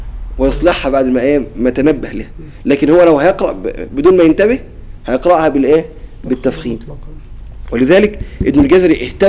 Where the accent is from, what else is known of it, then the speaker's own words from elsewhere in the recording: Qena Governorate, Egypt; عندنا في الجنوب في محافظة قنا لما ينطقوا بحرف الطاء ينطقوا به بطريقة عجيبة